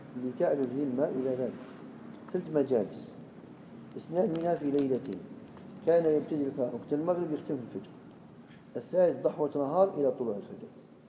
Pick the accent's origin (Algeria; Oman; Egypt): Algeria; وإن كان فيه عادة مضطردة عندنا في الجزائر